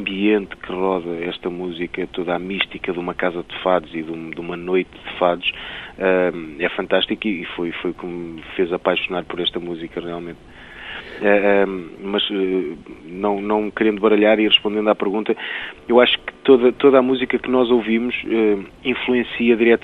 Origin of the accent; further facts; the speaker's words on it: Arcos de Valdevez, Viana do Castelo, Portugal; also born or lived in Amarante; Eu venho de Arcos de Alvés, mas nasci em Amarante. Vivi em Amarante até aos 8 anos, depois vivi mais 8 anos em Arcos de Alvés.